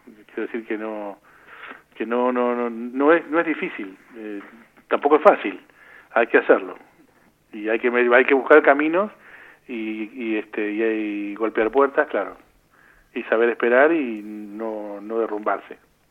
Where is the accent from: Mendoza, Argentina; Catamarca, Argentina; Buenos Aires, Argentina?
Buenos Aires, Argentina; born there; Pues yo soy nacido en La Paternal.